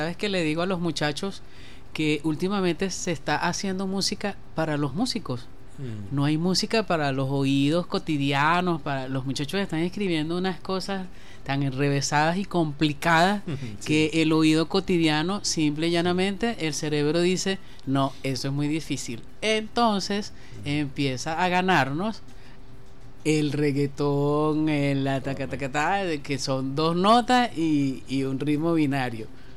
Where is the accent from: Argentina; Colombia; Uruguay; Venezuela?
Venezuela; venezolanos al fin vamos a hacer algo maravilloso